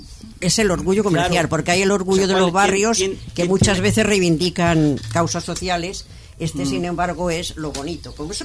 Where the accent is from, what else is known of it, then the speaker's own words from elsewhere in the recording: Barcelona, Catalonia, Spain; yo tampoco soy de Madrid, ¿eh? Pero bueno, estoy dentro del territorio nacional, pero yo soy de Barcelona.